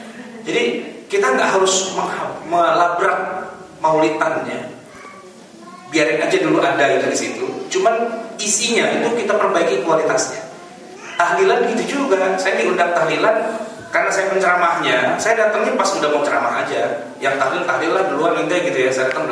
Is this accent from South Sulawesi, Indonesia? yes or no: no; Jakarta, Indonesia; saya ini orang Betawi.